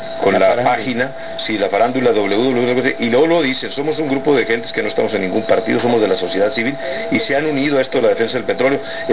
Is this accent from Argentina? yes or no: no; Mexico; dado que somos muchos los mexicanos que colaboramos